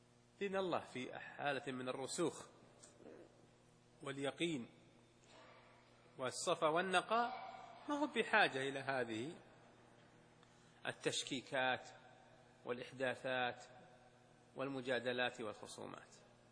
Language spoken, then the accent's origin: Arabic; Al-Qassim, Saudi Arabia; وهذه حصلت عندنا في القصيم